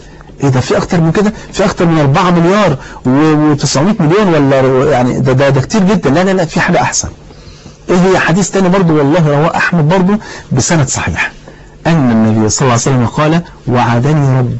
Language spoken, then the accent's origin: Arabic; Egypt; مثلا لو انا راجل مصري اهو تمام